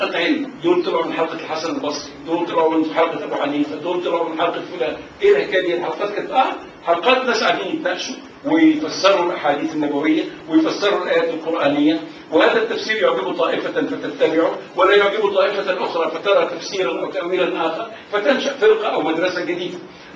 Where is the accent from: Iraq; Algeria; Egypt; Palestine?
Egypt; وللاسف انه اغلبهم بيقولوا كان من بلدنا مصر